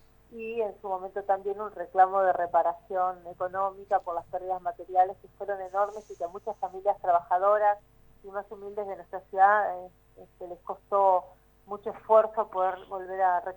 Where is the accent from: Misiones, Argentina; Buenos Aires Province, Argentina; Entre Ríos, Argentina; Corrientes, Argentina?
Buenos Aires Province, Argentina; La Plata; Yo soy del barrio de La Loma, así que es un barrio que fue muy afectado por la inundación del 2 y 3 de abril